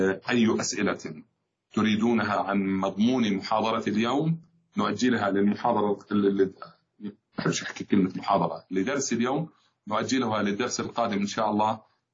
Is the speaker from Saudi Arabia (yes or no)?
no; Jordan; وطبعا بلدنا الحبيب الغالي بلدنا الأردن